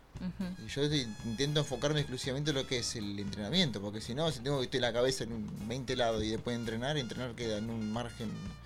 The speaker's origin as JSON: {"language": "Spanish", "town": "Tristán Suárez", "region": "Buenos Aires Province", "country": "Argentina", "said": "Sí, soy de Tristan Suárez, tengo 36 años."}